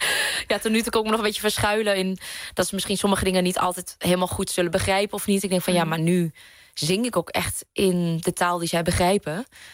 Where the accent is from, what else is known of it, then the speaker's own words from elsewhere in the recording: Vietnam; accent: Vietnamese; Dutch is a second language; me schaamde van waar ik vandaan kwam. Dat ik een Vietnamees accent had en dat wij thuis een andere taal spraken.